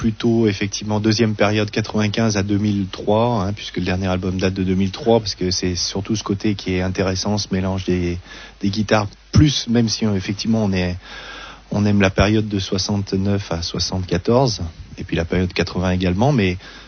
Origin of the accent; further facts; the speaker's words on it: Lyon, Auvergne-Rhône-Alpes, France; ça a toujours été sur Lyon, on est lyonnais pure souche depuis, fou, 40 ans pour moi.